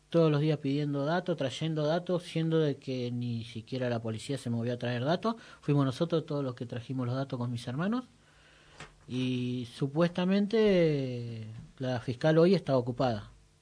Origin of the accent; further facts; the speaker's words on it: Cuartel Quinto, Buenos Aires Province, Argentina; Me crié prácticamente en Cuartel Quinto, más allá de que yo ahora vivo en Ayelén, pero mis hermanos y mis familiares están todos ahí.